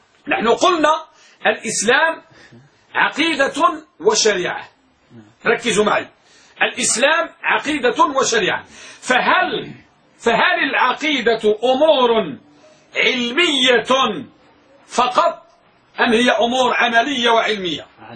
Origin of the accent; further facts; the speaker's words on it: Morocco; وعندنا في المغرب مثل يقول، يقولون الكلام إذا دار بين اثنين شاع، والعلم إذا لم يقيد ضاع.